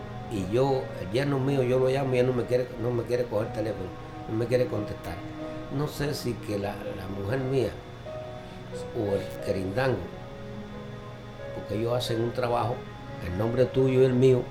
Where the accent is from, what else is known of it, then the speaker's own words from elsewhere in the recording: Santa Clara, Villa Clara, Cuba; Yo soy de Santa Clara.